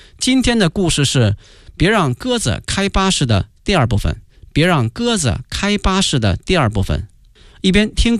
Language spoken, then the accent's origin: Chinese; China; 现在在中国，我们中国人仍然保持着在立冬这一天吃一顿大餐的习惯